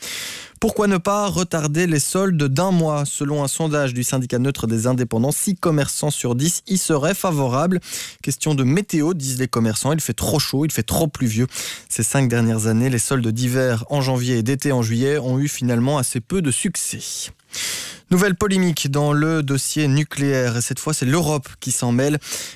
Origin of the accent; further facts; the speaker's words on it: Belgium; On consomme de plus en plus d'antidépresseurs chez nous en Belgique.